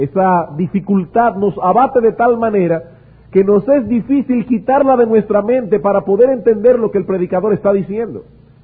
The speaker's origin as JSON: {"language": "Spanish", "country": "Dominican Republic", "said": "para el beneficio de todos nosotros como dominicanos"}